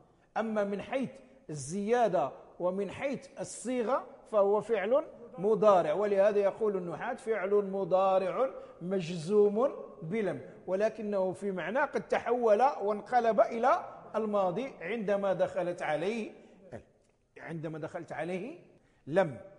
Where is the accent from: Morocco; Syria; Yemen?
Morocco; نسميها نحن في عرفنا عندنا في المغرب نسميها لا ناهية